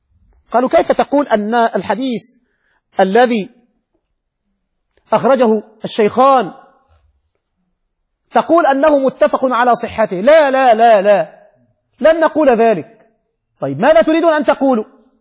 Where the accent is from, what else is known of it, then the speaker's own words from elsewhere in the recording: Egypt; نحن نحن بس مصري ماشي